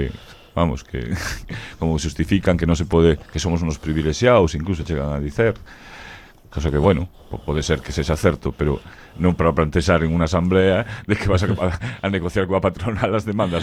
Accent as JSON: {"language": "Galician", "town": "A Coruña", "region": "Galicia", "country": "Spain", "said": "Eu, cando marchei de Coruña, pois a cousa quedaba así máis ou menos, tal, pero cando fun á Universidade de Vigo desde Coruña, xa me atopei outro percal totalmente diferente, e aquí en Compostela"}